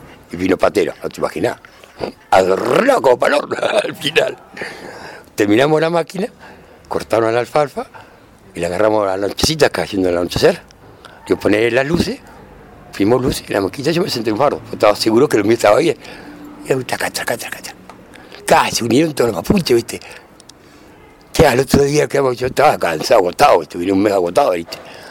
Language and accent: Spanish; Argentina; el clásico porteño, como somos argentinos